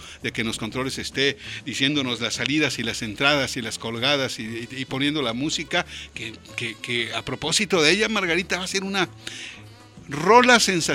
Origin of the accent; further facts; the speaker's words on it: Guadalajara, Jalisco, Mexico; Al fin somos tapatíos y al fin somos habitantes que estamos preocupados por la belleza de esta ciudad de Guadalajara.